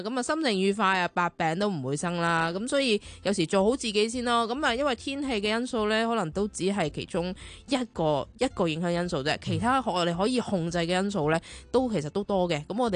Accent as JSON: {"language": "Cantonese", "region": "Guangdong", "country": "China", "said": "好似我哋广东人咧最兴啊，煲下汤水啦"}